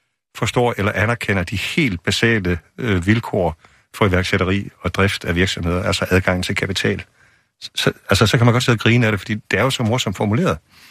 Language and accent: Danish; Aarhus, Central Denmark Region, Denmark; mit indtryk af de kaospiloter fra min hjemby i Aarhus